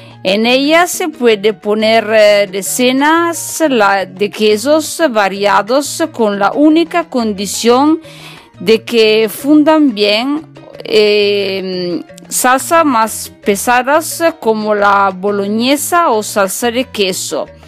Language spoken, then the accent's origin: Spanish; northern Italy, Italy; Spanish is a second language; now in Málaga, Spain; soy italiana en el norte de Italia. Y mientras me escucha a mí, soy en Málaga, en España. Como ya saben, me encanta este país y para mí es un poco como estar en casa, en mi segundo hogar.